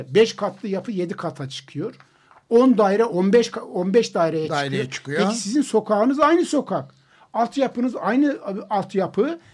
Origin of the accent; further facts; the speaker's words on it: Istanbul, Turkey; Ben 45 senelik İstanbulluyum. Beyoğlu'nda su baskınının olduğunu görmedim.